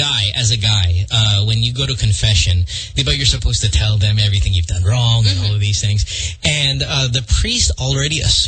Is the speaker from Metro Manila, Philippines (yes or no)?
no; Bocaue, Central Luzon, Philippines; now in Marilao, Philippines; I grew up in Bukawe, and I live in Marilao now.